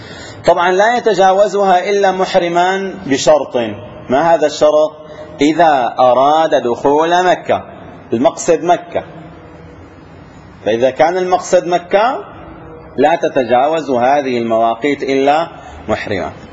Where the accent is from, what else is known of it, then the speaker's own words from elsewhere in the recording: Syria; تعرفون كانوا عندنا في الشام يحجزون الطيران إلى المدينة